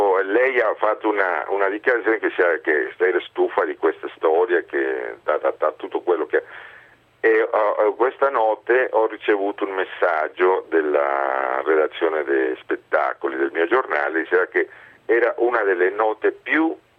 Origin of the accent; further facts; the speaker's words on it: Mexico; now in Italy; io che non pensavo mai di emigrare del mio paese, sono più di 30 anni che vivo in Italia. Sono tornato nel Messico perché insegnavo all'università